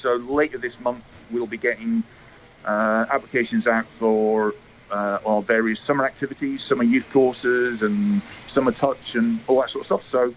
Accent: Scotland, United Kingdom; As a Scot, we're expecting a few more than we've had for the last couple of Lions tour parties.

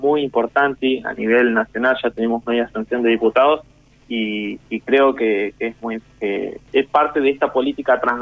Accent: Pablo Nogués, Buenos Aires Province, Argentina; Yo soy de Pablo Nogués, acá hay un vecino nuestro en la localidad de Villa de Mayo

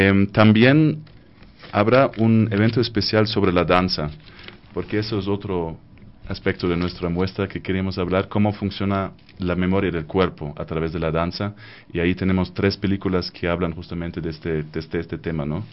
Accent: Germany; Spanish is a second language; como alemán, nosotros desde la niñez tenemos casi un bombardeamiento de películas que tenemos que ver

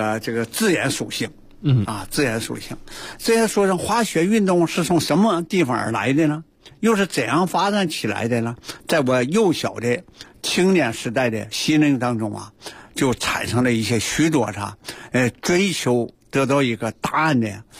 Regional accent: Tonghua, Jilin, China; 我从小的时候，成长的和生活在长白山脚下的通化。那通化那个时候是每到冬季啊是凌寒雪原是吧，高山峻岭啊是一片银白。我家乡啊是自然雪非常啊那个丰沛的一个地区。

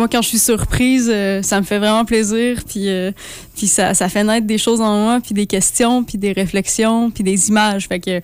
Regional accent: Quebec, Canada; now in Montréal, Canada; Ben moi, je viens de Saint-Andéman, en Gaspésie.

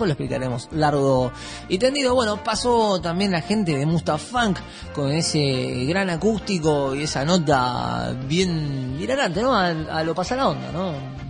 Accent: Argentina; Sí, sí, bueno, estamos en época de mundial, somos todos más argentinos.

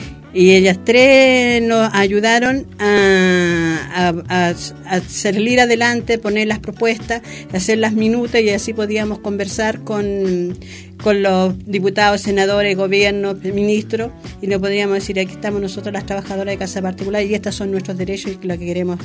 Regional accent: Santiago, Santiago Metropolitan, Chile; now in Osorno, Chile; porque yo vengo de Santiago, no voy a ganar lo mismo que se gana en el sur.

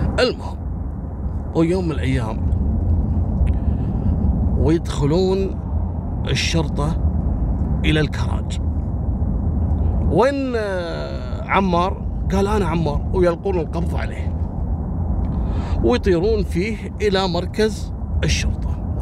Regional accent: Libya; قضايا المخدرات عندنا في ليبيا من أخطر القضايا

